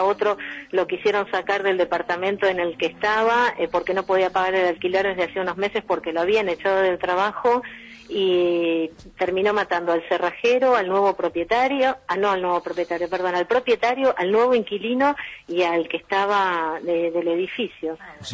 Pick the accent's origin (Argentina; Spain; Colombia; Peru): Argentina; de América soy la única